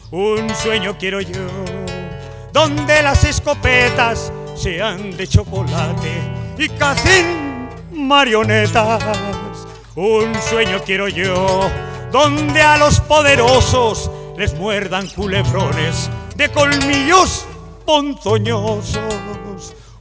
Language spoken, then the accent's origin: Spanish; Villamediana de Iregua, La Rioja, Spain; Yo soy de Villamediana y allí sufrimos, no lo podéis imaginar, ¿no?